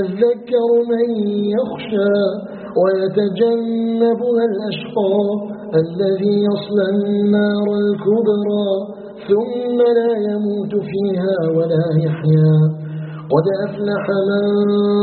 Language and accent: Arabic; Algeria; أن يجعل بلدنا الجزائر بلدا آمنا مطمئنا